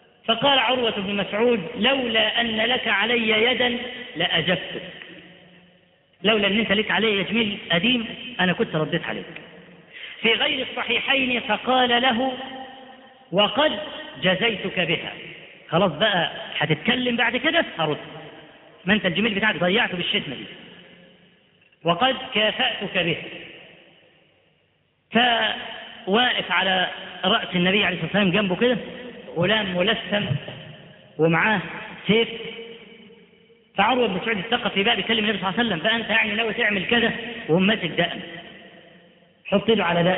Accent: Upper Egypt, Egypt; ده احنا عندنا في الصعيد لحد دلوقتي

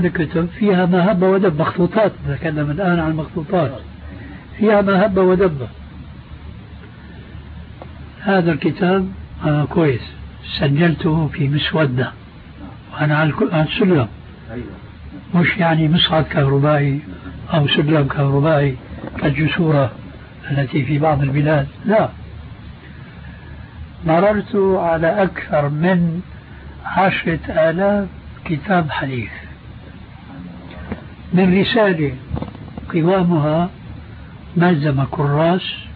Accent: Syria; وبلطو سيرة أيضا يقولون عندنا في الشام

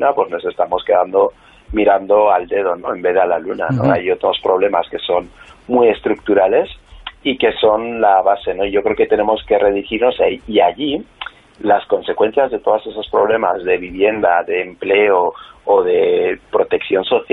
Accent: Huesca, Aragon, Spain; born there; con ser una persona negra, como es mi caso, ya que yo nací en Huesca

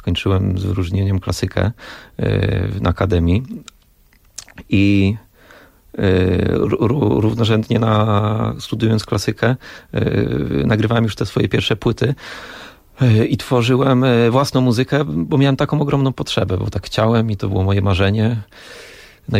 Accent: Łódź, Łódź Voivodeship, Poland; Urodziłem się w Łodzi, mieszkam w Łodzi i tam też pozostałem.

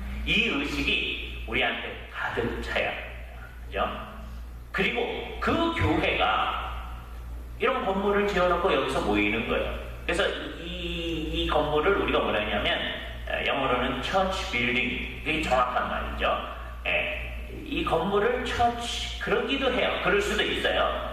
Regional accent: South Korea; now in United States; 그리고 또 하나의 정체성이 뭐냐? 우리는 한국 사람이다.

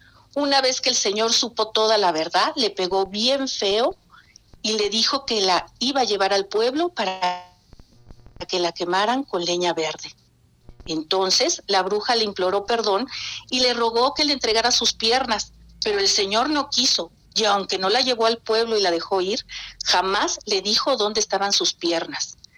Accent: San Rafael, State of Mexico, Mexico; Allá en San Rafael, yo soy de San Rafael, viví antes de que me casara, muchos años allá.

